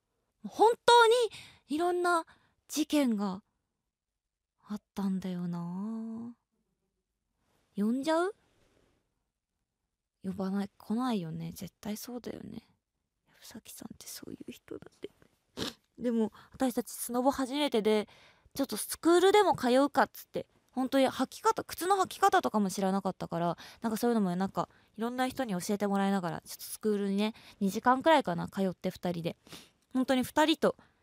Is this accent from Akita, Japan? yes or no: no; Tokyo, Japan; どこから来たんですかまではなんか私も意気揚々と、あ東京なんですみたいな、